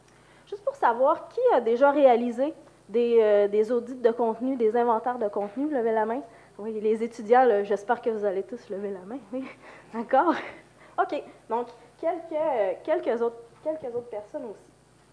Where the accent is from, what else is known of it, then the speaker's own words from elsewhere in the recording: Quebec, Canada; accent: Quebec; now in Lyon, France; Donc, je vais faire mon possible avec ma grippe, mon accent québécois, pour que vous puissiez bien comprendre.